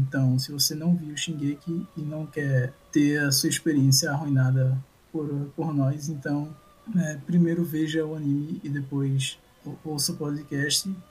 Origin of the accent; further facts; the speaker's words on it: Recife, Pernambuco, Brazil; sou de Recife.